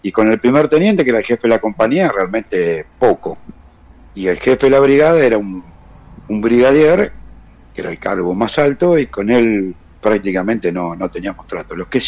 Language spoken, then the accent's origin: Spanish; Bolívar, Buenos Aires Province, Argentina; Tengo en la actualidad 59 años. Soy clase 1963. Soy de Bolívar.